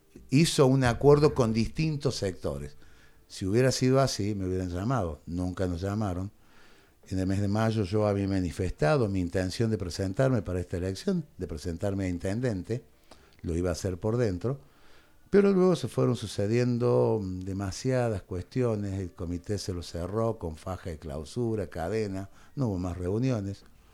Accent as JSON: {"language": "Spanish", "town": "Capilla", "region": "Córdoba", "country": "Argentina", "tie": "born or raised there", "said": "Soy de Capilla, nací en Capilla, llevo el alma en Capilla."}